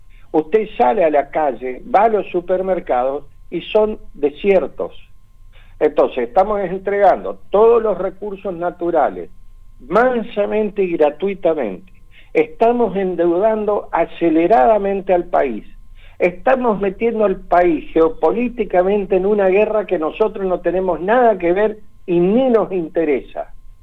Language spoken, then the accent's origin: Spanish; Argentina; que nosotros podamos decidir como argentinos cuál es el destino de nuestro país y qué país queremos.